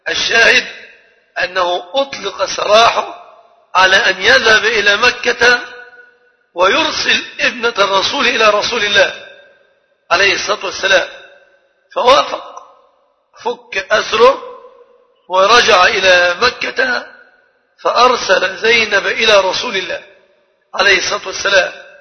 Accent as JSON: {"language": "Arabic", "country": "Egypt", "said": "عندنا في مصر اصطلاح خاطئ بعض الشيء"}